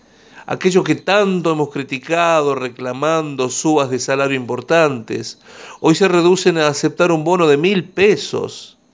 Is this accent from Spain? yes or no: no; La Rioja, Argentina; tenemos mucho por hacer nosotros como riojanos